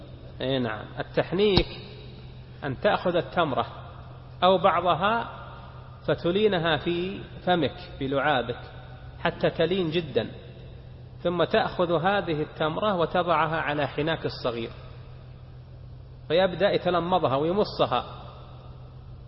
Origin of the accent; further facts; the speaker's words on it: Saudi Arabia; وفي بلادنا المملكة العربية السعودية